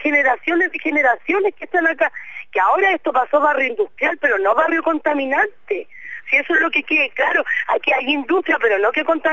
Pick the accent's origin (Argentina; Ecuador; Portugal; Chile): Chile; Nosotros, aparte de ser pobladores, somos chilenos.